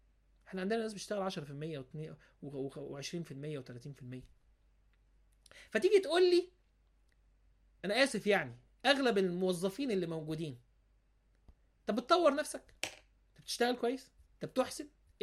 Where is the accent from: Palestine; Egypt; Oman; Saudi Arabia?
Egypt; حتى عندنا في مصر يقولوا كده